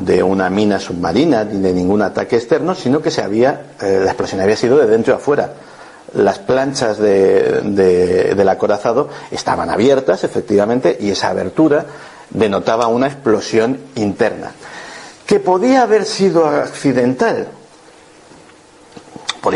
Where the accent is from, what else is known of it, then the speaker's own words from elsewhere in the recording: Spain; Esto que estáis viendo es una cosa que a nosotros como españoles nos atañe bastante